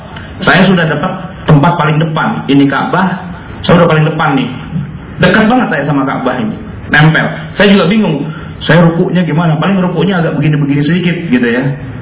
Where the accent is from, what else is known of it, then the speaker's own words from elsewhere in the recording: Jakarta, Indonesia; Saya orang Betawi, bisa juga tuh, karena sejak kecil saya belajar